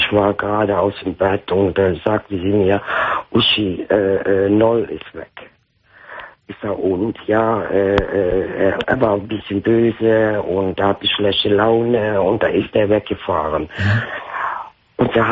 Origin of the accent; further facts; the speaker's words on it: Netherlands; German is a second language; Ja, ich bin Holländer.